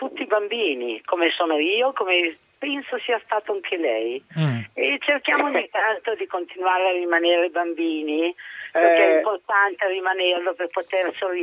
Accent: Lombardy, Italy; born there; È che io sono nata in Valtellina, vivo a Cantù e adesso sono a Lozzo di Cadore

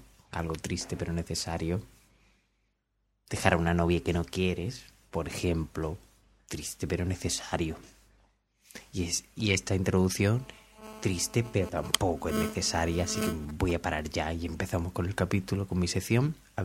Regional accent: Cádiz, Andalusia, Spain; born there; accent: Cádiz; como yo tengo este acento extraño que todo es gracioso, me hubiera gustado nacer en León y tener un acento de persona, pero no, nací en Cádiz y tengo acento de chiste

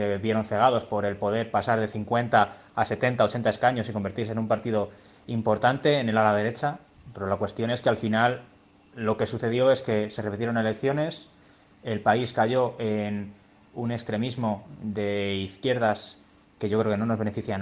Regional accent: Madrid, Community of Madrid, Spain; Aunque en estas elecciones de Madrid, yo soy de Madrid, no sé qué haré, la verdad.

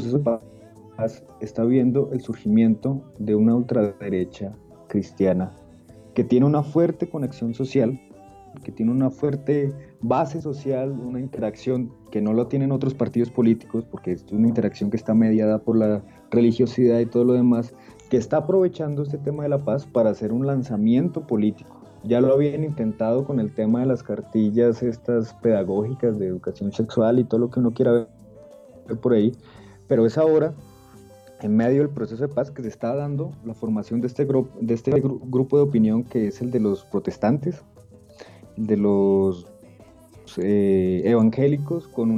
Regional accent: Colombia; como colombianos lo hemos sufrido.

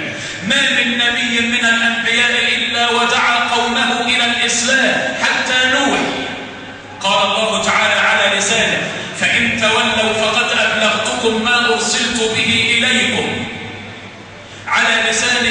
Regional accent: Egypt; اللهم اجعل بلدنا مصر آمنة مطمئنة وسائر بلاد

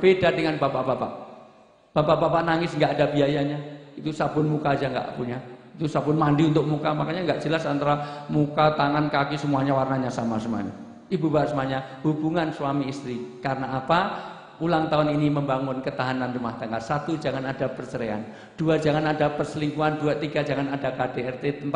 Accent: Java, Indonesia; saya orang Jawa, pantunnya Jawa saja.

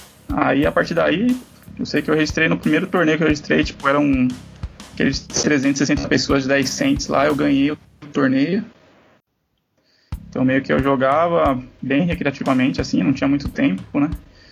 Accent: Guarulhos, São Paulo, Brazil; Sou de Guarulhos, em São Paulo.

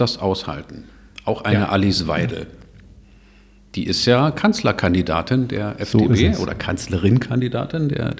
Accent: Cologne, North Rhine-Westphalia, Germany; Also bei uns in Köln, da gibt es so ein ums andere Etablissement.

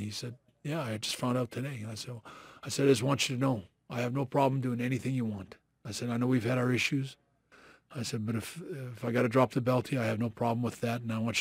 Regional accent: Canada; me being Canadian

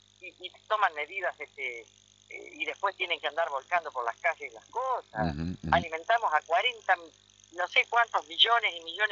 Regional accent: Argentina; ¿Por qué no tenemos conciencia de quiénes somos los argentinos?

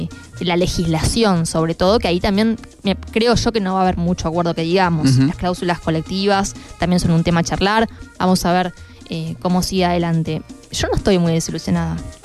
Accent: Argentina; un círculo vicioso eterno al que lamentablemente como argentinos estamos acostumbrados

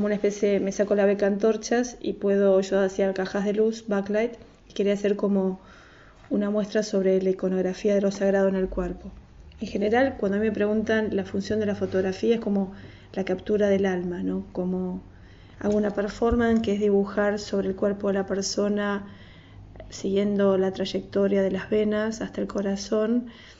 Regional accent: Palermo, Buenos Aires, Argentina; Yo soy un típico elemento de Palermo.

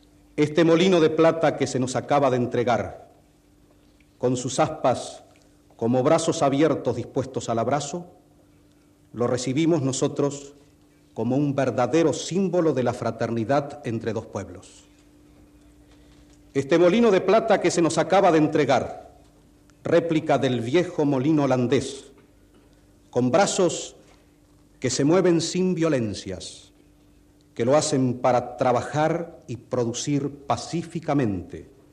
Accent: Uruguay; uno de los muchos deberes que tenemos como uruguayos

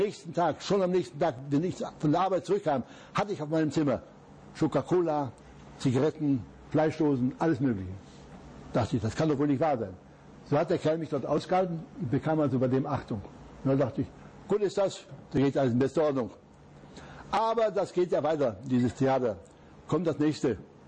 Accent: Upper Silesia, Poland; Ich wollte vielleicht noch in meine Heimat, nach Oberschlesien.

